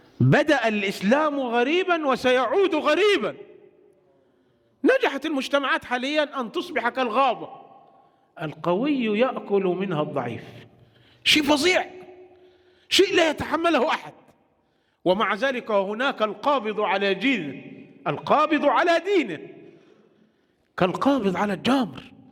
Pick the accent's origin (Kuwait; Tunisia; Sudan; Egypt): Egypt; هو عندنا في مصر